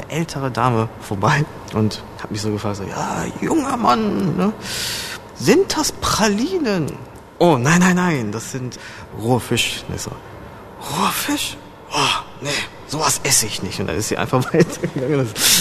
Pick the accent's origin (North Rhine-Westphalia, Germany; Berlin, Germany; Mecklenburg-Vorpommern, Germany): North Rhine-Westphalia, Germany; Düsseldorf; weil ich bin ja hier in Düsseldorf aufgewachsen und ich fühle mich hier ganz wohl.